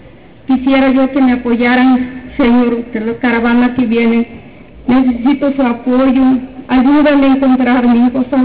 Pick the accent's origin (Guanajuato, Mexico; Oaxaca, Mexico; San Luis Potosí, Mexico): Oaxaca, Mexico; Tezoatlán; now in Huajuapan de León, Mexico; soy del Distrito de Juárez, soy vecino de Tezuatlán, Segura Luna. Yo vivo aquí en Huejuapan de León, tengo 30 años de vivir aquí en Huejuapan de León.